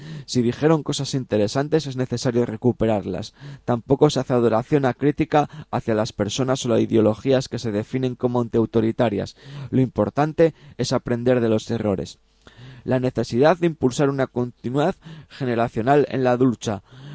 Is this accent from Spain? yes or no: yes; Asturias, Spain; de las cosas interesantes que se hacen en mi tierra, ¿no? También pues tenemos pues bueno, pues comentaros, también aprovechamos ya que estamos hablando de Asturias